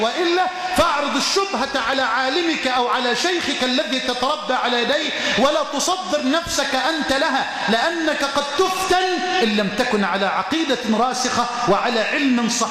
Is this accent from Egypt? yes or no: yes; Egypt; اللهم احفظ بلدنا مصر من الفتن ما ظهر منها وما بطن